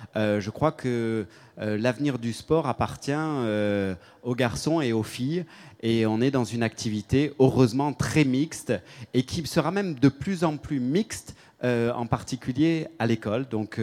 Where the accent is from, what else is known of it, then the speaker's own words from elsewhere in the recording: Switzerland; comme je suis suisse, je me dois de respecter le timing.